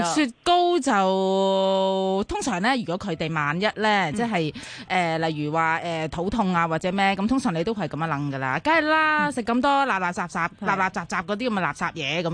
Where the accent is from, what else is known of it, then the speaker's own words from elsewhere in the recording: China; 咁如果我哋中国人嗰啲面咧，咩上海面啊、河粉啊